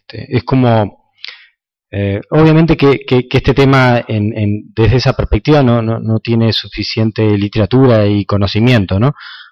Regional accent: Uruguay; Y no es que somos los uruguayos seamos incapaces

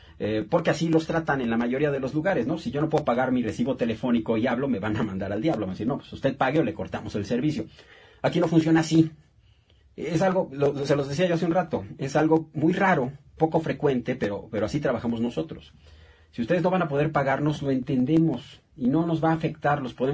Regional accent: Mexico; como mexicanos que somos, nos podamos echar la mano de vez en cuando.

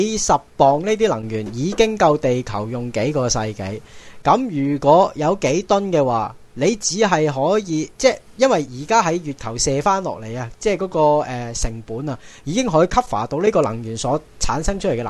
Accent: China; 我自己觉身为一个中国人，我好自豪。

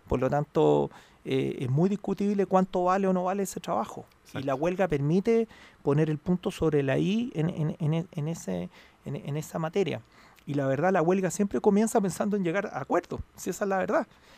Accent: Chile; eso implica que somos todos chilenos, todos estamos remando

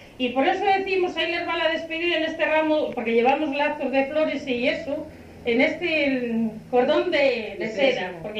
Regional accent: Nates, Cantabria, Spain; now in Beranga, Spain; De Nates. Somos de Nates.

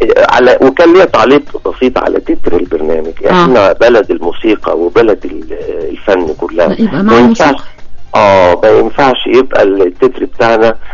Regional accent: Alexandria, Alexandria Governorate, Egypt; born there; الاسم ده منتشر هناك لان انا من مواليد هناك.

